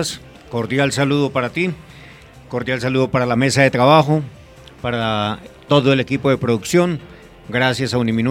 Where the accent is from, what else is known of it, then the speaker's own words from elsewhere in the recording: Victoria, Caldas, Colombia; now in Soacha, Colombia; Soy de Victoria Caldas.